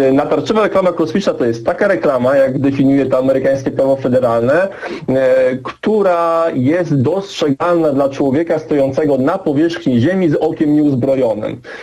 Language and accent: Polish; Toruń, Kuyavian-Pomeranian Voivodeship, Poland; jestem z Turnia.